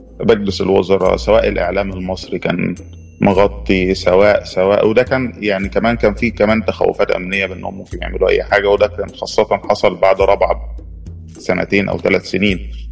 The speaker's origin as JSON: {"language": "Arabic", "country": "Egypt", "said": "احنا ناس نوبي، احنا النوبيين يعني بنحتفي بالتراث والثقافة بتاعتنا"}